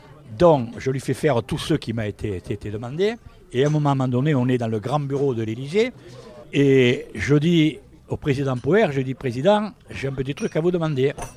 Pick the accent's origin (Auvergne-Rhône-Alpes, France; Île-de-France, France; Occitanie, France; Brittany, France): Occitanie, France; Sète; Alors je lui disais, mon général, je ne suis pas de Marseille, je suis de Sète.